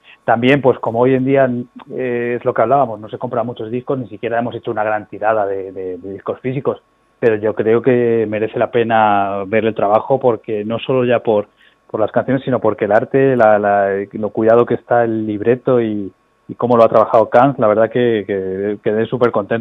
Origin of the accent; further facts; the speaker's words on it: Seville, Andalusia, Spain; now in Madrid, Spain; Soy sevillano, sí. Yo vivo en Vallecas ahora hace mucho tiempo, pero yo nací en Sevilla